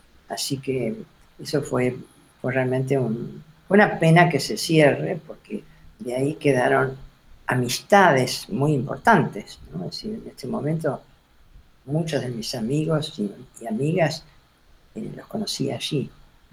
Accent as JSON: {"language": "Spanish", "town": "Mar del Plata", "region": "Buenos Aires Province", "country": "Argentina", "said": "yo soy de Mar del Plata, y es una ciudad pequeña, ahora ya no es tan pequeña, pero en ese momento era una ciudad pequeña, no había dónde estudiar"}